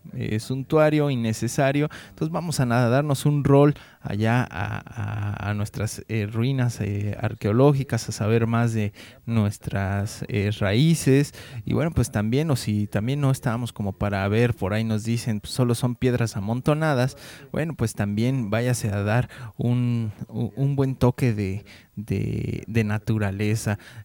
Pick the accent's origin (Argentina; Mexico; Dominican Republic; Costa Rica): Mexico; todavía está este testimonio vivo de nuestra cultura, nuestra civilización como mexicanos.